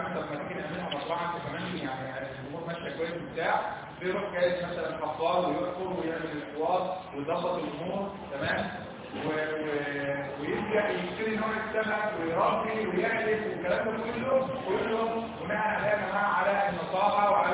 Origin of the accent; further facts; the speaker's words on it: Egypt; احنا عارفين ان احنا كلنا مصريين، ان احنا كلنا مصريين